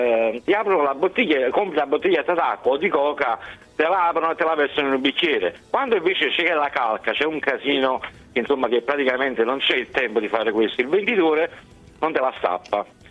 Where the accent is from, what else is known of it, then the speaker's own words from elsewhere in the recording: Naples, Campania, Italy; sono di Napoli